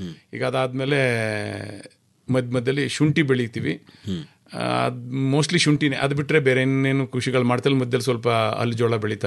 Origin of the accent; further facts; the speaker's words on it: Cholenahalli, Karnataka, India; ನಾವು ಹಾಸನ ಜಿಲ್ಲೆ ಚನ್ನರಾಯಪಟ್ಟಣ ತಾಲೂಕಿನ ಪಕ್ಕದಲ್ಲಿ ಒಂದು ಹಳ್ಳಿ, ಚೋಳೇನಹಳ್ಳಿ ಅಂತ, ಆ ಹಳ್ಳಿನಲ್ಲಿ ಹುಟ್ಟಿದವನು.